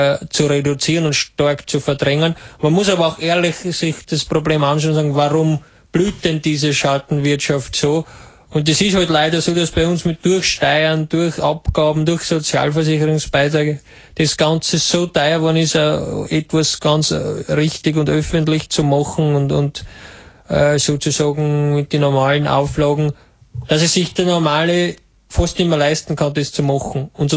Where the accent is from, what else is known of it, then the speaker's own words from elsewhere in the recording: Italy; German is a second language; now in Germany; Aus Italien ursprünglich.